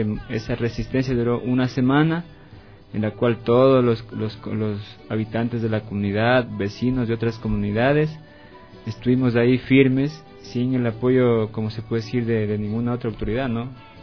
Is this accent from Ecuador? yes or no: yes; Pacto, Pichincha, Ecuador; vengo de la comunidad de Ingapi, ubicada en la parroquia de Pacto, como a 2 horas al noroccidente de Pichincha.